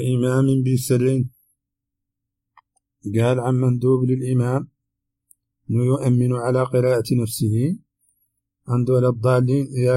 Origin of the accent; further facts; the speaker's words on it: Mauritania; accent: Hassaniya; هذه ترجمة كلمات من لهجتنا الحسانية أردت في هذا الشريط، قد تخفى على العربي الفصيح